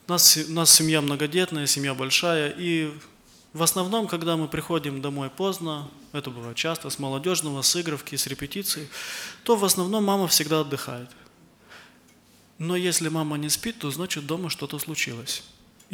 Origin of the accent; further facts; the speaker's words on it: Chișinău, Moldova; братья и сестры, я из Молдавии, из города Кишинева